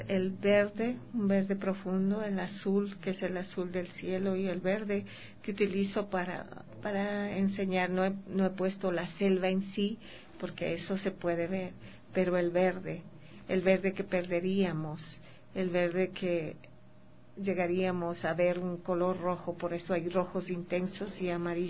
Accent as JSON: {"language": "Spanish", "town": "La Merced", "region": "Pichincha", "country": "Ecuador", "said": "Aquí en la calle, aquí en Ecuador, al menos en La Merced, donde yo vivo ahora, y de donde vengo, yo salgo todas las mañanas a recoger"}